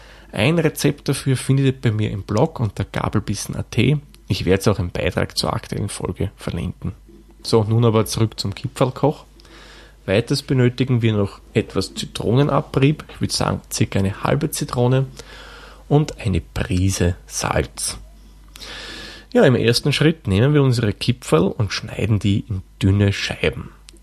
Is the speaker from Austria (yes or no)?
yes; Lower Austria, Austria; In meiner Heimat im Waldviertel, vor allem in der Region, wo ich dann herkomme, also in der Stadt, wo ich herkomme